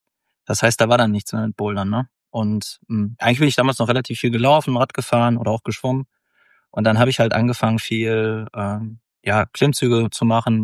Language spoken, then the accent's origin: German; Mülheim, North Rhine-Westphalia, Germany; Ich komme ja aus dem Ruhrgebiet, aus Mülheim.